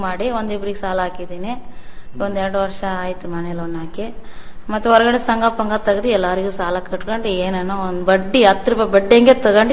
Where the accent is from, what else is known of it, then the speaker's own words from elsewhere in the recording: Santhekadur, Karnataka, India; ಮೂಲ ಸಂತೆ ಕೊಡೋರೆ ತಾಯಿ ಮನೆ ಊರು.